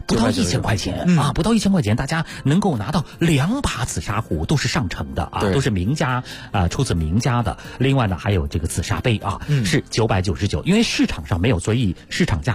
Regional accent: Beijing, China; 这个咱们北京人呢爱把玩呐

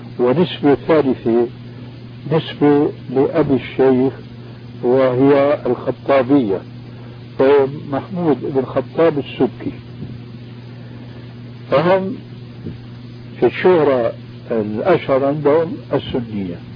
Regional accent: Damascus, Damascus Governorate, Syria; كما يقولون عندنا في دمشق الألف من المصطيجة

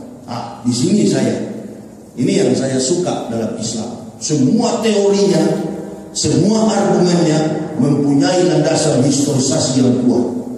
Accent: Manado, North Sulawesi, Indonesia; saya kan orang Manado.

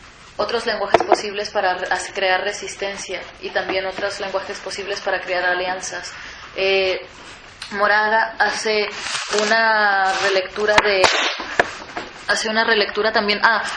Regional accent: Mexico; yo soy mexicana, soy fronteriza

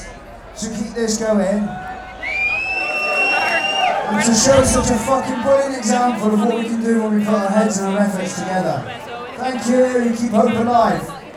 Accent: Bristol, South West England, United Kingdom; we come from Bristol, the UK.

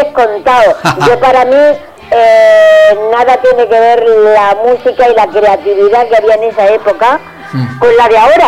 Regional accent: Granada, Andalusia, Spain; yo soy de Granada.

